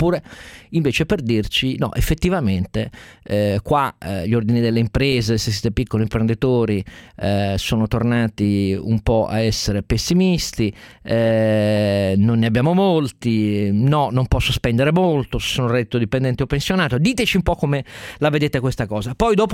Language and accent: Italian; Turin, Piedmont, Italy; Per me, che sono torinese, però è importante almeno anche un'altra data.